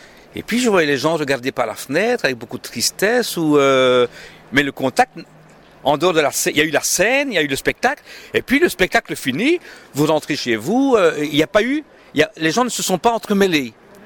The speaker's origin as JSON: {"language": "French", "town": "Charleroi", "region": "Wallonia", "country": "Belgium", "said": "moi je suis de Charleroi, bon, le wallon, j'adore le wallon, je continue à parler le wallon"}